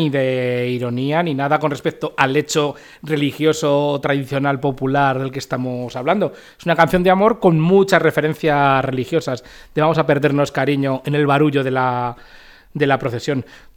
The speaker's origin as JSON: {"language": "Spanish", "region": "Castilla-La Mancha", "country": "Spain", "tie": "born or raised there", "said": "la procesión de mi pueblo en la provincia de Cuenca pues era muy humilde"}